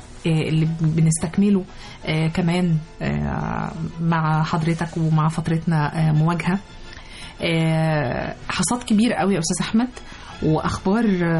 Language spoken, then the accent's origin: Arabic; Egypt; وصمودنا إحنا كمصريين ومواطنين